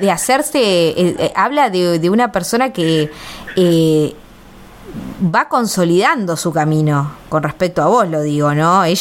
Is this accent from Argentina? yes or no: yes; Córdoba, Argentina; los que venimos medios de Córdoba, ahí, que estamos acostumbrados a las peñas y vinimos acá y no había.